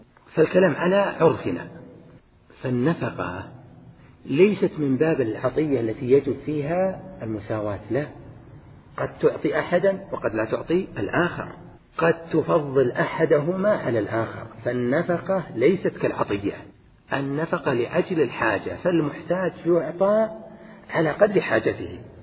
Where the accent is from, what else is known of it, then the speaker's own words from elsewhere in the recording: Al-Qassim, Saudi Arabia; من العرف الذي عندنا أن نقول عندنا في القصيم